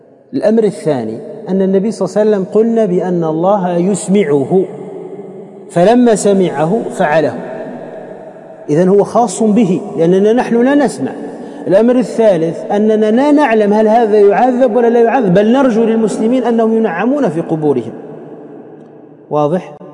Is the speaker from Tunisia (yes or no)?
yes; Tunisia; احنا عندنا في تونس لو واحد تحطه في توزر، تعرفوا توزر؟ يعني كلها نخيل